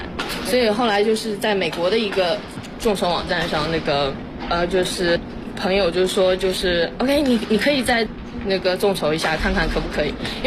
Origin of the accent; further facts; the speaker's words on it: China; 我也是中国人嘛